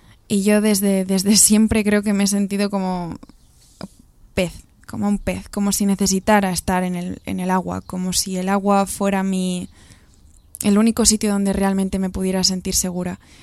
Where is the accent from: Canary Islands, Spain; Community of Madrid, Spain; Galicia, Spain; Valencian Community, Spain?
Galicia, Spain; todo empezó cuando yo tenía 9, 10 años en Galicia, que es de donde soy yo